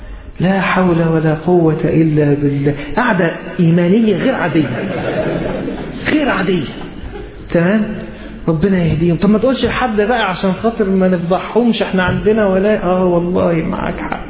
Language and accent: Arabic; Egypt; بس احنا كمصريين بنشيل بنعمل كده يعني